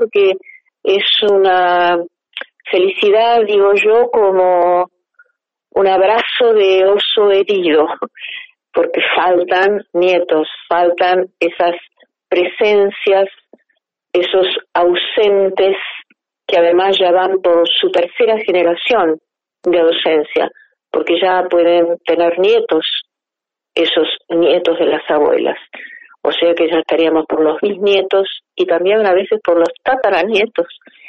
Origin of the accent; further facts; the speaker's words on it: Río Negro, Argentina; born there; Además tengo el orgullo de pertenecer a esa provincia, Río Negro. Soy nacida en el Alto Valle.